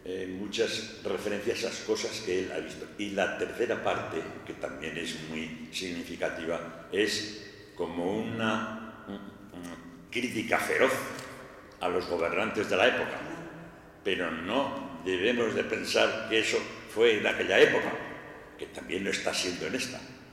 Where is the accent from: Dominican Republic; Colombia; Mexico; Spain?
Spain; Aragon; Pues como es natural, yo sigo siendo aragonés